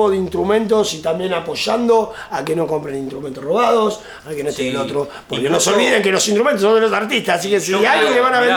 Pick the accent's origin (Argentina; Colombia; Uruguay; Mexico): Uruguay; Creo que en eso somos uruguayos.